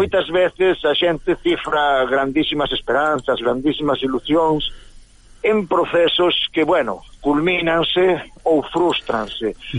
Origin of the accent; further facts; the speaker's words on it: Vigo, Galicia, Spain; Bueno, e eu son vigués